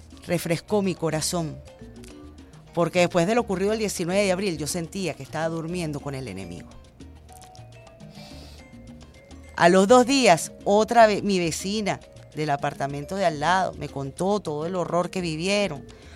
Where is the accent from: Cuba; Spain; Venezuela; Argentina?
Venezuela; cuando todos somos venezolanos